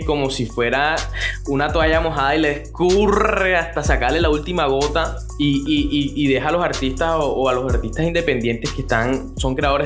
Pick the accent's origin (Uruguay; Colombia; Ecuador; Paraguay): Colombia; Yo puedo estar aquí en Valledupar o puedo estar en Barranquilla, y sé que el man está también en mi país, o sea, es un coterráneo.